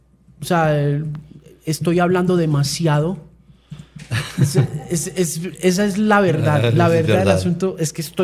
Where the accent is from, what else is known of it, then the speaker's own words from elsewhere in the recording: Manizales, Caldas, Colombia; Como buen manizaleño traigo plata.